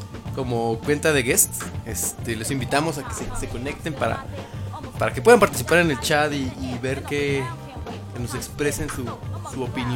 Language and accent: Spanish; Mexico; Porque soy mexicano.